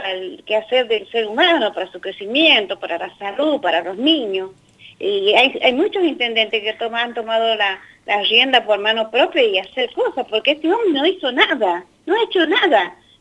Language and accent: Spanish; Mendoza, Argentina; now in Buenos Aires, Argentina; Yo soy mendocina con mucho orgullo. Yo vivo acá en Buenos Aires